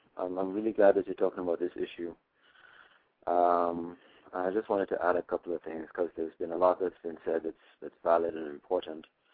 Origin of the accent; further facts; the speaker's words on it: Trinidad & Tobago; also born or lived in Jamaica; I am from the Caribbean myself, obviously.